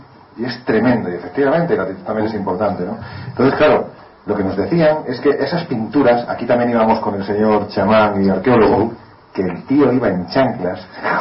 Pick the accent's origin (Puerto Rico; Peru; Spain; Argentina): Spain; Andalusia; como soy andaluz, como casi todos vosotros, toco madera